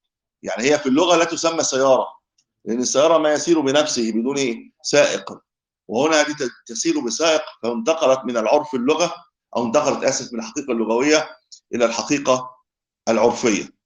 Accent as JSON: {"language": "Arabic", "country": "Egypt", "said": "هذا بتسموه ايه عندنا في مصر، هذا الهاتف لا محمول صحيح"}